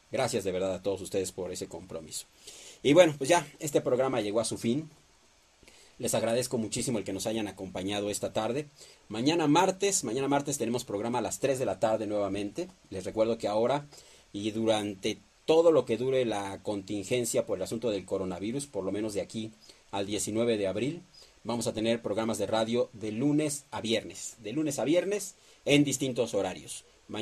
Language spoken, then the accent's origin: Spanish; Mexico; Somos mexicanos y si algo nos caracteriza, que siempre salimos adelante